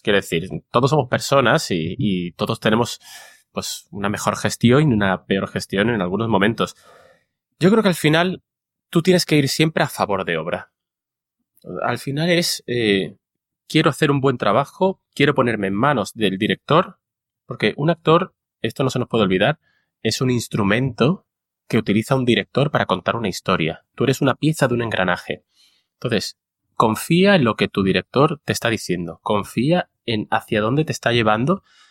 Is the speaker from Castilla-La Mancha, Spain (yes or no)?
no; Málaga, Andalusia, Spain; Y que es en mi ciudad natal.